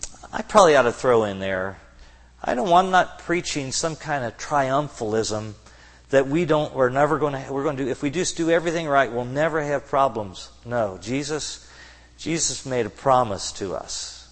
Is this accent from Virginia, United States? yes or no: no; Kentucky, United States; since I'm from Kentucky, I'm familiar with the battles between the moonshiners and the revenuers.